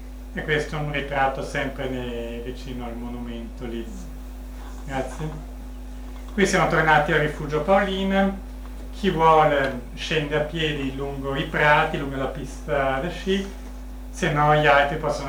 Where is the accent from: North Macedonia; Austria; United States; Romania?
Austria; Vienna; Poi io sono nato e cresciuto a Vienna e so come il tempo d'inverno al nord delle Alpi.